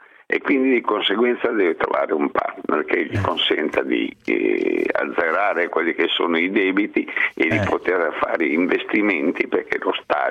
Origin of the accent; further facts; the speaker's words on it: Emilia-Romagna, Italy; sono romagnolo sentimentale